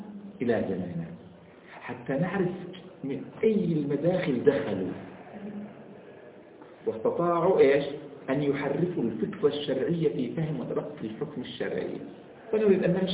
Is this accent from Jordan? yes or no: yes; Jordan; أقوى من بلادنا الأردن أقوى يعني